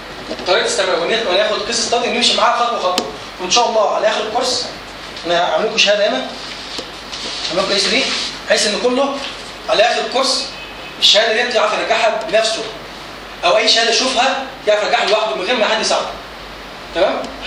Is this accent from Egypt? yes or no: yes; Egypt; now in United States; بس طبعا عندنا مفيش الكلام ده عندنا في مصر.